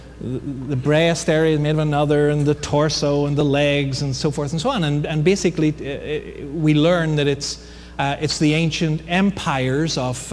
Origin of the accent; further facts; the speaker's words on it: Ireland; You know, I'm Irish, what can I say?